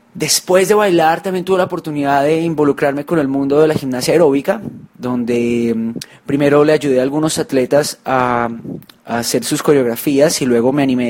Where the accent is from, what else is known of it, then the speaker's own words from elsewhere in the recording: Colombia; now in Hong Kong; Nosotros, como se podrán imaginar, no nacimos en Hong Kong, ¿verdad? Nosotros somos de Colombia